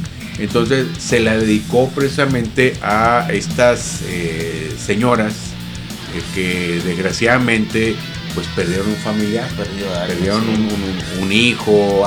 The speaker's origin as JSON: {"language": "Spanish", "country": "Mexico", "said": "es una situación muy lamentable que como mexicano, a mí en lo particular no me enorgullece"}